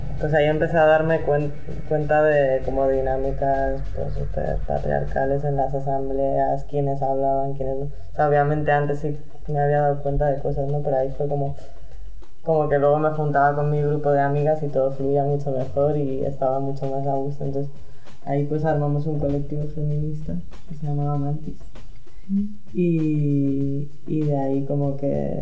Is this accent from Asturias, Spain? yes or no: no; Madrid, Community of Madrid, Spain; Yo en Madrid.